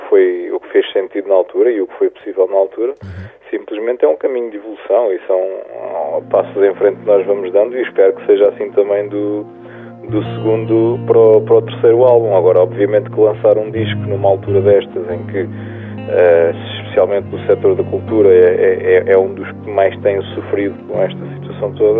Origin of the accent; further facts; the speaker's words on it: Sintra, Lisbon, Portugal; also born or lived in Cascais; now in Lisbon, Portugal; Sim, eu na verdade nasci em Cascais, sou natural de Sintra, e neste momento vivo em Lisboa